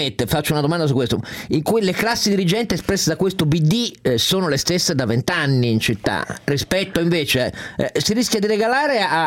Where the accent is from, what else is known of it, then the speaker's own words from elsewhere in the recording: Turin, Piedmont, Italy; Posso fare da torinese una domanda fuori sacco su Torino